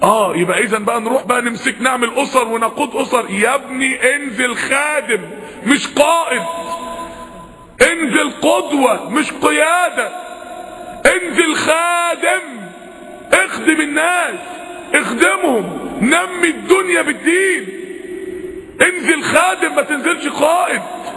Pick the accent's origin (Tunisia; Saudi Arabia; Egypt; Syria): Egypt; احنا الاتنين مصريين واحنا الاتنين مسلمين